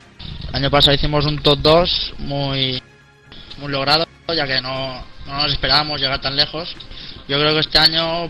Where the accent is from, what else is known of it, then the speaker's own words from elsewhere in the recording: Alcoy, Valencian Community, Spain; tengo 19 años y soy de Alcoy Alicante, algunos me conocéis ya.